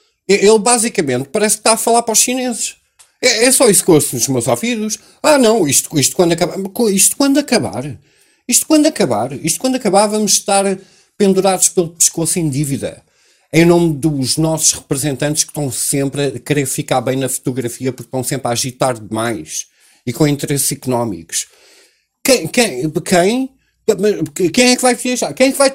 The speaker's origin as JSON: {"language": "Portuguese", "country": "Portugal", "said": "eu sou português"}